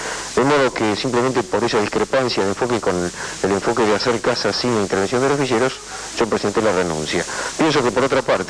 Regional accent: Argentina; sigo siendo peronista y además soy argentino

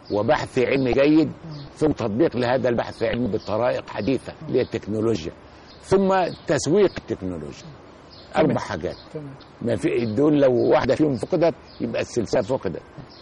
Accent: Egypt; أنني كمصري كنت قد ساهمت ولا زلت أساهم في بعض المشروعات القومية

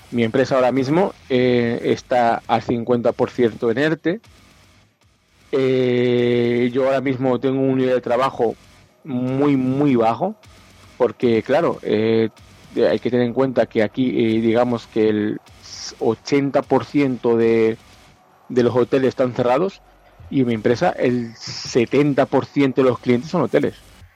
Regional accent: Valladolid, Castile and León, Spain; now in Tenerife, Spain; somos gente que vivimos aquí en Tenerife y somos gente que somos de Valladolid.

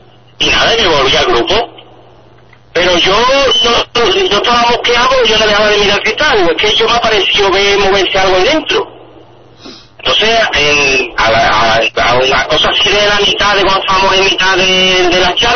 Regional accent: Salteras, Andalusia, Spain; Yo no, yo soy de Saltera, yo no soy de Sevilla.

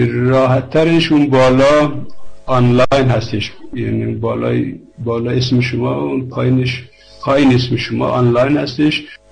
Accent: Iran; moved away; ایران چه بودیم تا دیپلم فارسی خوندیم، دانشگاهش انگلیسی خوندیم، بعدم اومدیم چه اروپا، اونم در زبان مادری نبود

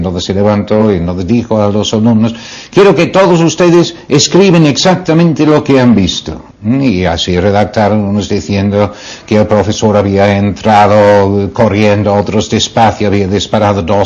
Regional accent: United Kingdom; Spanish is a second language; now in Spain; Cuando yo sigue siendo inglés, que ya no lo soy, ya soy español

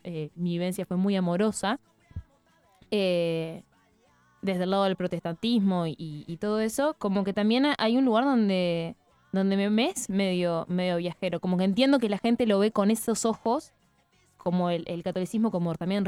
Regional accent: Valdense, Colonia, Uruguay; Ese es el himno de mi pueblo, chiquilines.

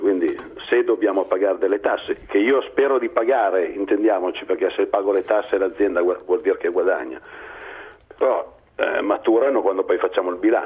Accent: Lombardy, Italy; ma io sono lombardo.

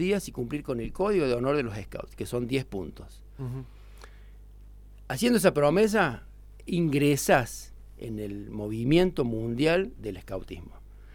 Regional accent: La Falda, Córdoba, Argentina; born there; now in Villa Giardino, Argentina; Yo soy nacido en La Falda, mi familia toda completa es de La Falda.

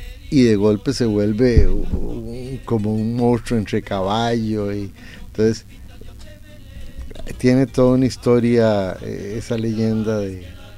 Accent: Costa Rica; en Costa Rica, como hemos señalado, somos muy, muy igualitarios.

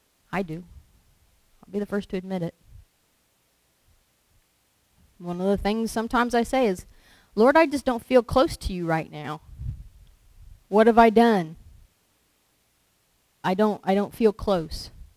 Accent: Lewisburg, United States; I grew up in the Methodist church in town in Lewisburg.

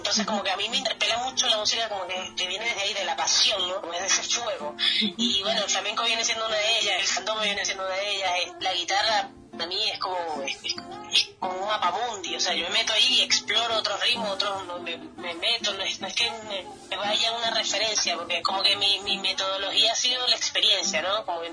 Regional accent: Venezuela; moved away; also born or lived in Brazil; después salí de Venezuela, me fui a Brasil, estuve 3 años viviendo allá

